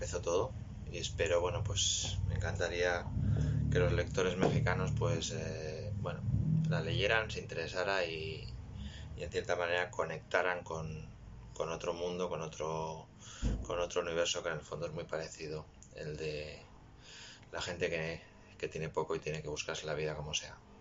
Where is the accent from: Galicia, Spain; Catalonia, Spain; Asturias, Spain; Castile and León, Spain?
Catalonia, Spain; Barcelona; Soy de Barcelona y esta fue como mi primera novela negra que publiqué en el año 2009-2010.